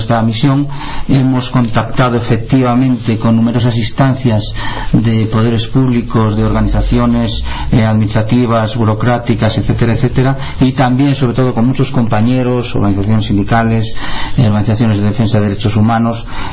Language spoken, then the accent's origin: Spanish; Spain; cuando en mi país, en España, no tenemos parangón posible